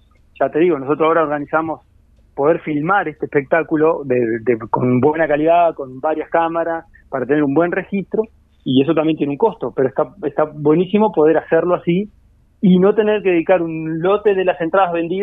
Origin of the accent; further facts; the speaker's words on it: San Gregorio de Polanco, Tacuarembó, Uruguay; Yo soy de San Gregorio Polanco, los gurises son de acá